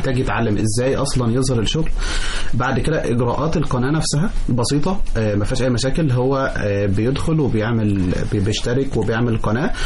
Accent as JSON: {"language": "Arabic", "town": "Mansoura", "region": "Dakahlia", "country": "Egypt", "said": "واعرف انا من المنصورة بشوف منظمات كتير عندنا في المنصورة"}